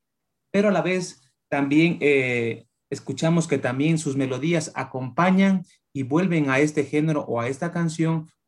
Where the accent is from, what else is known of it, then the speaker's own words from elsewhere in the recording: Ecuador; Estas hermosísimas letras que nos caracterizan como ecuatorianos, ¿no?